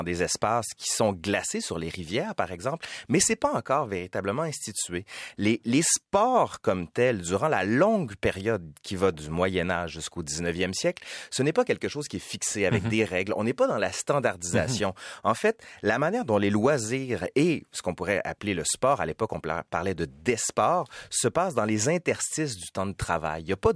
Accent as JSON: {"language": "French", "town": "Quebec City", "region": "Quebec", "country": "Canada", "said": "Je suis de Québec"}